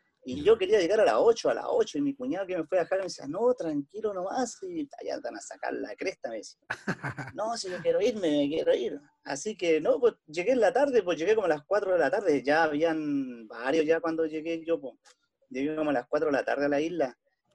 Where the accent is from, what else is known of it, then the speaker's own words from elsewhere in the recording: Santiago, Santiago Metropolitan, Chile; also born or lived in Linares; pero claro, ahí nací, pero a los 2 meses mi mamá se fue a Santiago, así que me crié en Santiago.